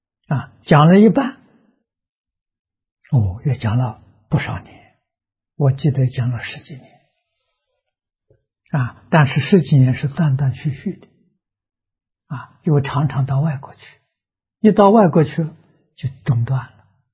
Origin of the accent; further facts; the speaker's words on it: China; 先入为主啊，他第一个修这个法门。